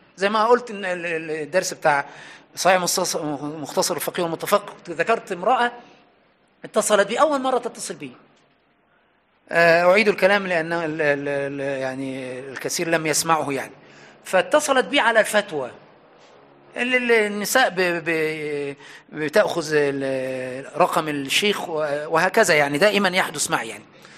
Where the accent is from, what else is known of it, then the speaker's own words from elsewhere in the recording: Egypt; وعندنا في مصر للأسف علقها في رقبة عالم وطلع سالم